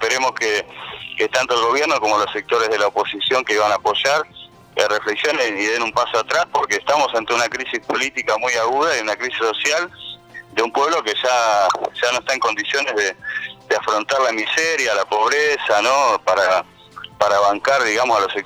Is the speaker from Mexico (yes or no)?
no; Argentina; nosotros como pueblo argentino hemos mantenido vagos desde hace muchísimo tiempo